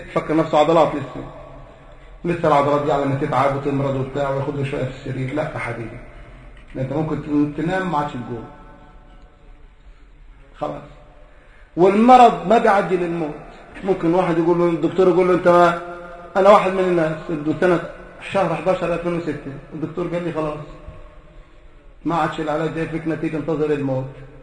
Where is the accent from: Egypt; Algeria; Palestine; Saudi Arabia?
Egypt; احنا عندنا في مصر وصلت 5000 وشوية يورو